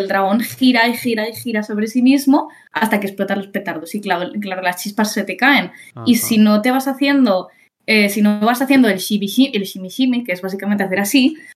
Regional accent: Sitges, Catalonia, Spain; Y luego me fui a la fiesta mayor de mi pueblo, de Sitges

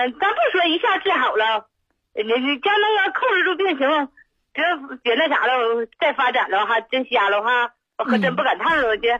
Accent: Suihua, Heilongjiang, China; 我是黑龙江绥化的。

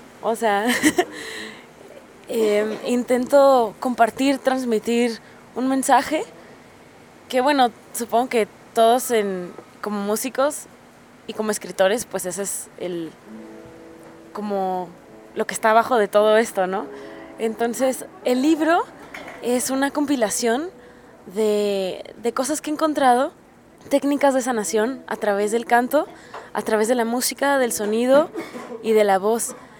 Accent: Tijuana, Baja California, Mexico; now in Mexico City, Mexico; soy una morrilla de Tijuana que llegó al DF hace un par de años con la idea de pues hacer música y también escribir un libro

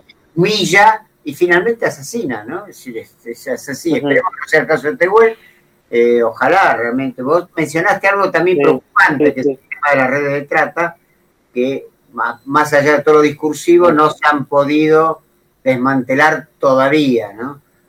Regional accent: Argentina; Porque yo me crié, en la Argentina

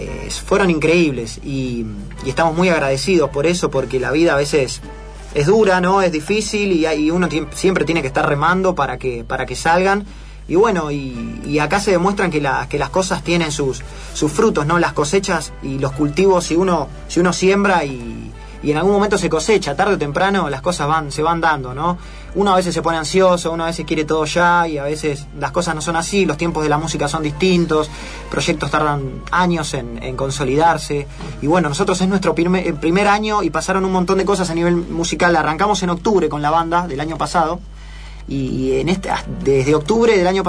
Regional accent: Buenos Aires, Argentina; Los barrios como Villa Soldati, que es de donde yo vengo, tienen mucho de esos símbolos, de esos paisajes

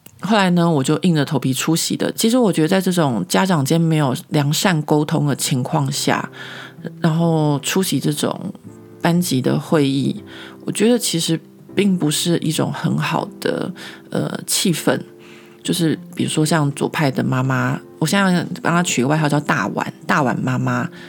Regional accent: Taiwan; 因为我觉得这有可能是我们台湾人的性格，就是我们台湾的民主制度下面

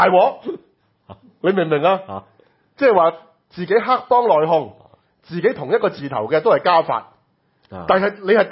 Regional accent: Hong Kong; 這件事我們香港人不關心

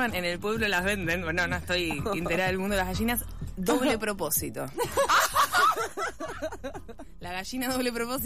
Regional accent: Buenos Aires, Argentina; nacida y criada en Porteñolandia, ese cerebro cuesta tallarlo de grande

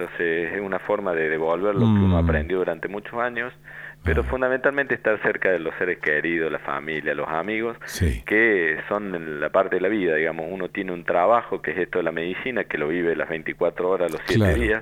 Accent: Argentina; esperamos que como ciudadanos argentinos, como población y demás

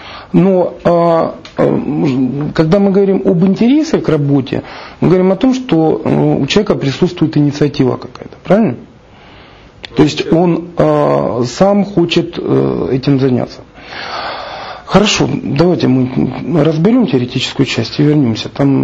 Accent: Rostov-on-Don, Rostov Oblast, Russia; я же из Ростова

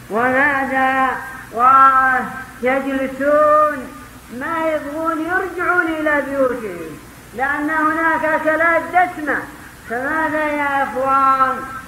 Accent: Yemen; وربما يشترون من الضعف عندنا في اليمن يكلفهم قدر مليون

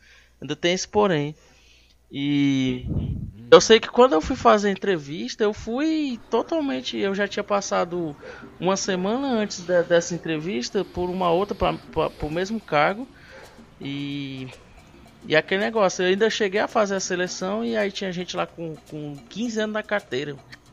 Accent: Itapajé, Ceará, Brazil; eu não sou de Sobral, né, eu sou de Itapajé. Aí você vem lá de uma família de agricultores e tal.

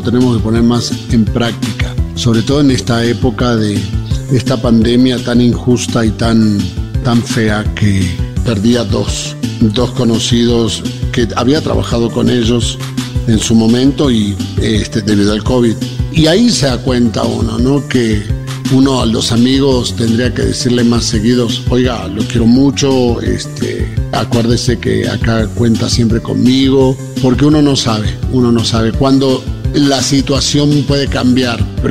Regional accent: Buenos Aires Province, Argentina; Yo nací en la ciudad de Buenos Aires. O sea, soy porteño por haber nacido en la ciudad de Buenos Aires. Y bien porteño, porque en esa época mi papá era ferroviario y los ferrocarriles tenían un hospital propio frente al puerto de Buenos Aires, así que más porteño imposible.

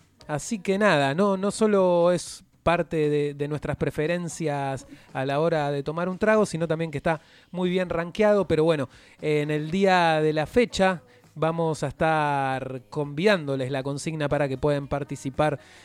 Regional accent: La Plata, Buenos Aires Province, Argentina; born there; Yo nací en La Plata, pero me considero bericense.

